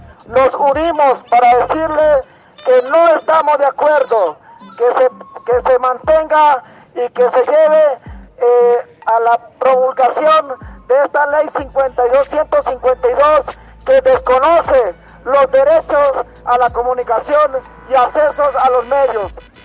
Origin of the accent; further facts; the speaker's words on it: Colombia; como colombianos y también como pueblos indígenas